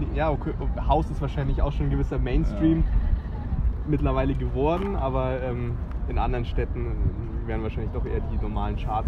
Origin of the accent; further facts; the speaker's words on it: Berlin, Germany; Ich komme aus Berlin, ja.